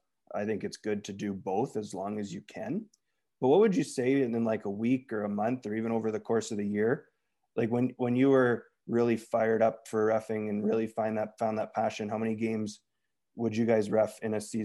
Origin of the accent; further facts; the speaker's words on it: Manitoba, Canada; I'm from Boisevain or Souris area.